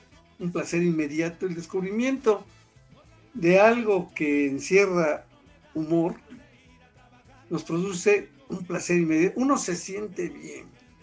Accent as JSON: {"language": "Spanish", "country": "Mexico", "said": "o como los mexicanos decimos, hasta alburero"}